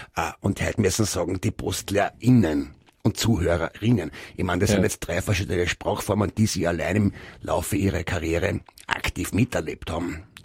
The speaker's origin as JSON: {"language": "German", "town": "Graz", "region": "Styria", "country": "Austria", "tie": "born there", "moved": "as an adult", "lives_now": "Vienna, Austria", "said": "Ich bin gebürtiger Grazer, bin als junger Mann nach Wien gekommen und habe Post studiert."}